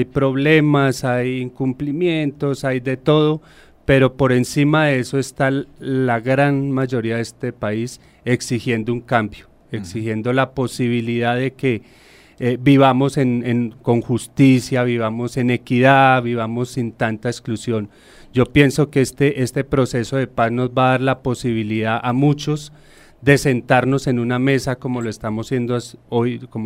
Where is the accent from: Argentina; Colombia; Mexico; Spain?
Colombia; De la vida, de lo que nos une como colombianos